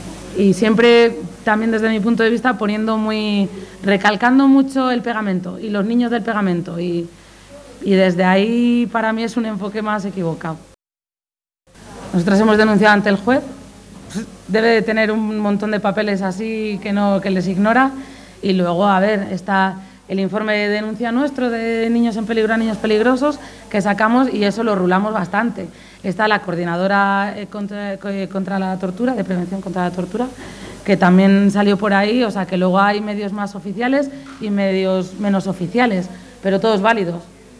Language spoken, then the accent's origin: Spanish; Palencia, Castile and León, Spain; Yo cuando me voy, yo soy de Palencia, cuando me voy a Palencia